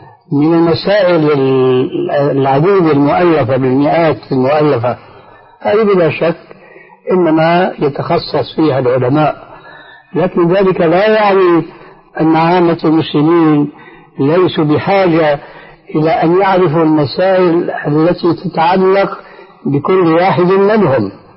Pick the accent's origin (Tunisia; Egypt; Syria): Syria; يعني كما يقولون عندنا في سوريا في لغة العامة